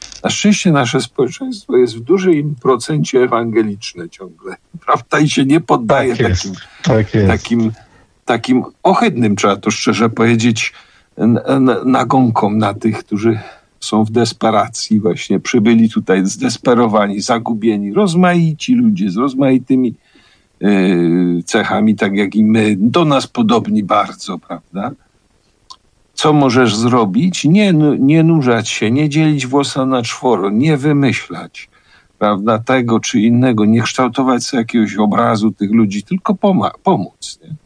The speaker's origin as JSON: {"language": "Polish", "town": "Kraków", "region": "Lesser Poland", "country": "Poland", "said": "My jesteśmy z Krakowa, to jest miasto zbudowane trochę na melancholii"}